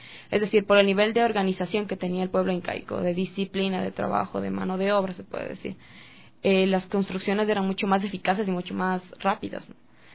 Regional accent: Quito, Pichincha, Ecuador; nosotros como estudiantes, ex estudiantes y también como ciudadanos quiteños nos damos cuenta

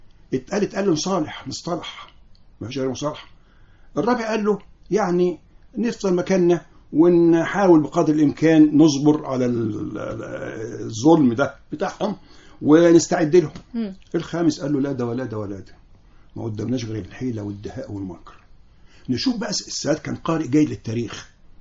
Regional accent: Egypt; كلنا كنا بنخجل من أنفسنا وبنخجل نحن نقول مصريين

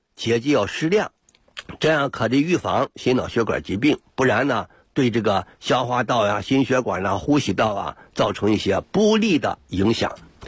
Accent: China; 我们中国人

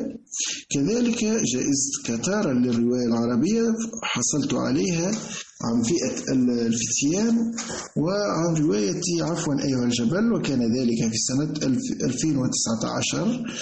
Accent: Redeyef, Gafsa Governorate, Tunisia; born there; من مواليد 1970 بمدينة أرديف من ولاية قفصة، خريج كلية الأداب والعلوم الإنسانية بالقيروان، مدرس لغة فرنسية بالمعاهد التونسية منذ سنة 1993،

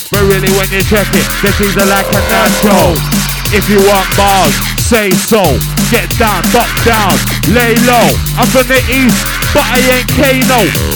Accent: London, United Kingdom; Dirty East End, we're from the Dirty East End.

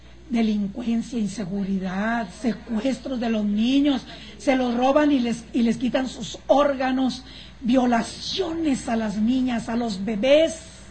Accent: Monterrey, Nuevo León, Mexico; born there; ¿Por qué yo nací en Monterrey? Porque yo tengo que influenciar allá y hasta donde el Señor me lleve.

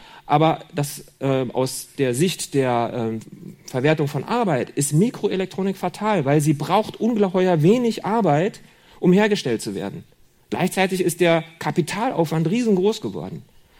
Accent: Berlin, Germany; Oder in Berlin, wo ich herkomme.

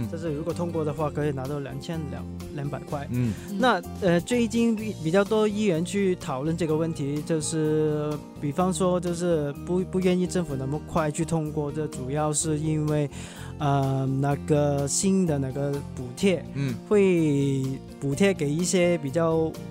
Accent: Hong Kong; 我期望作为一个香港人，

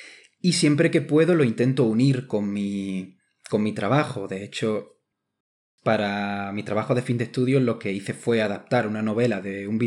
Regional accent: Ronda, Andalusia, Spain; moved away as an adult; now in Madrid, Spain; Pues sí, Ronda es mi ciudad natal, que le tengo muchísimo cariño, mi raíz, ¿no? De dónde vengo.

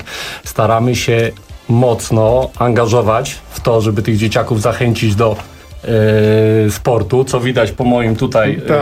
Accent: Stryków, Łódź Voivodeship, Poland; My jesteśmy tak z gminy Stryków, ze szkoły podstawowej imienia księdza Idziego Radziszewskiego w Bratoszewicach.

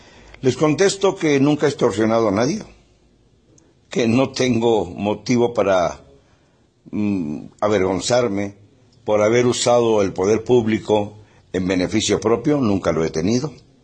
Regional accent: Mexico; Y yo soy mexicano y sigo esas costumbres.

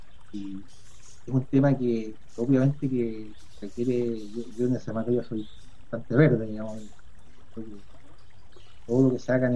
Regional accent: Chile; Nosotros como chilenos somos capaces de superar esta diferencia

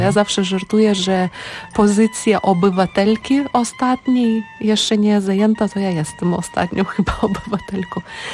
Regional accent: Lithuania; Polish is a second language; Jestem Litwinką

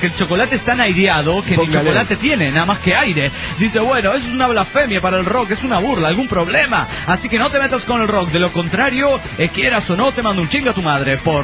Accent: Guaymallén, Mendoza, Argentina; yo cuando era niña vivía en Mendoza, República Argentina

